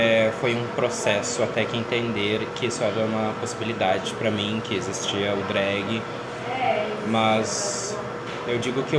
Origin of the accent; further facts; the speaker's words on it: Porto Alegre, Rio Grande do Sul, Brazil; E aí eu montei na casa de um amigo meu, que eu sou de Porto Alegre